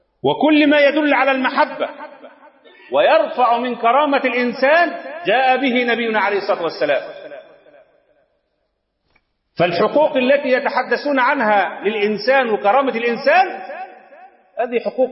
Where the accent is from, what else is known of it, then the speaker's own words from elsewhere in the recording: Egypt; فلا يشرفنا كمصريين ولا كمسلمين